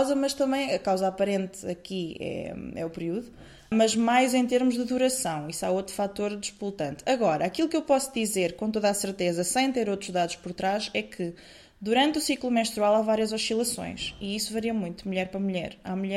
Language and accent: Portuguese; Coimbra, Centro, Portugal; Eu estou habituada, eu sou de Coimbra